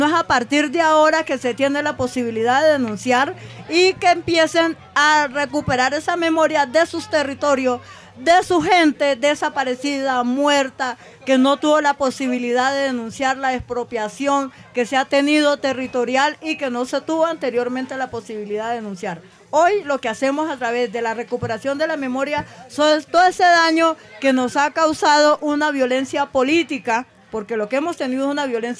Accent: Suárez, Cauca, Colombia; Yo vengo de Suárez, Cauca. Suárez, Cauca es una tierra caliente, alegre, donde nosotras no tenemos apellido. Por ejemplo, mi apellido es el nombre de la tribu donde fueron traídos mis ancestros con la esclavización.

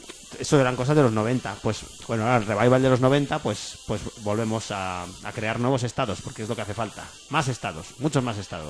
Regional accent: Catalonia, Spain; soy catalán

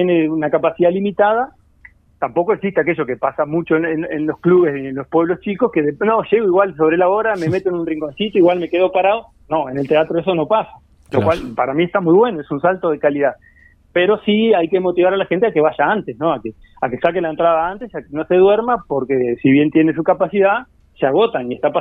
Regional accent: San Gregorio de Polanco, Tacuarembó, Uruguay; Yo soy de San Gregorio Polanco, los gurises son de acá

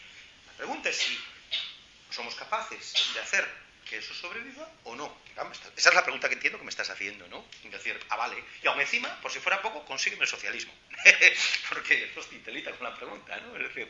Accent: Galicia, Spain; yo soy gallego, ¿no? Los gallegos somos nación, o yo por lo menos soy nación, quiero decir, como gallego, ¿no?

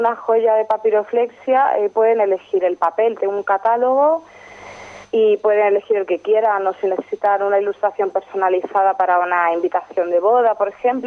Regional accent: Toledo, Castilla-La Mancha, Spain; somos muchos diseñadores toledanos que estamos fuera porque no encontramos sitio para nuestra actividad en nuestra ciudad.

